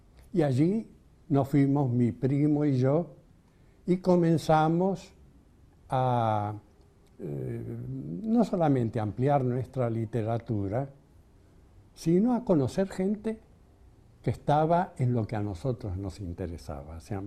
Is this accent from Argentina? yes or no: yes; Argentina; mis dos hermanas mayores nacidas en Barcelona, fueron bautizadas, pero los que nacimos acá en la República Argentina ya no fuimos bautizados, fuimos creados en una atmósfera de libre pensamiento.